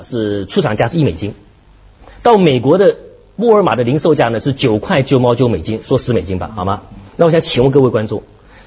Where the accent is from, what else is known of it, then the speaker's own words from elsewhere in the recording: Hong Kong; 虽然我们香港人只炒楼炒股